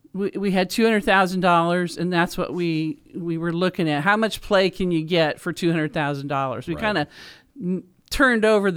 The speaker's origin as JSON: {"language": "English", "town": "Dayton", "region": "Ohio", "country": "United States", "tie": "born or raised there", "said": "I grew up in Dayton, Ohio, and the playground had an old a hook and ladder fire truck"}